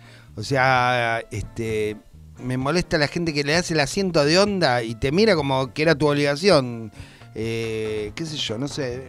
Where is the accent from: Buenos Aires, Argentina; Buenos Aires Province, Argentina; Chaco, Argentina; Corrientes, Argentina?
Corrientes, Argentina; Cuando era niño, vivía en Corrientes, hay muchos carnavales, comparsa.